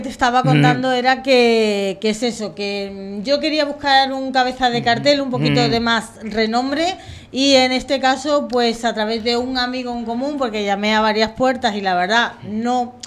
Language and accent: Spanish; Extremadura, Spain; yo vengo de Extremadura y también me gusta tener gente de mi tierra también.